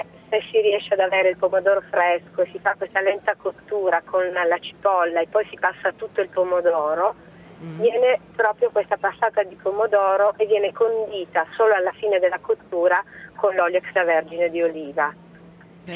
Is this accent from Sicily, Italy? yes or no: yes; Sicily, Italy; Oh, mi fa piacere, io sono siciliana